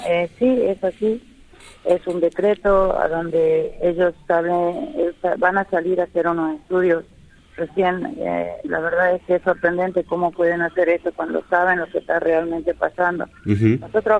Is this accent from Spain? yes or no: no; Cangrejillo, Jujuy, Argentina; yo vengo del departamento de Yavi, del pueblo Colla, estoy exactamente en la localidad de Cangrejillo.